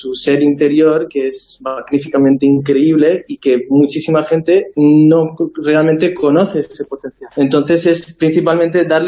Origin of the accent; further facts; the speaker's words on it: South India, India; Y entonces yo donde crecí fue en India, en un monasterio en el sur, desde los 6 años que me ingresaron en el monasterio, y ahí estuve hasta los 18 años